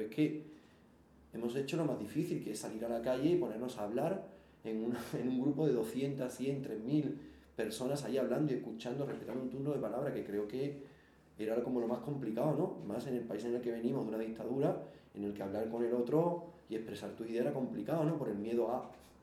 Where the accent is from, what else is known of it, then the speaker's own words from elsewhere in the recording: Jerez de la Frontera, Andalusia, Spain; also born or lived in France; now in Madrid, Spain; Bueno, yo no soy de aquí, yo soy de Jerez, me fui a Francia, ahora soy en Madrid.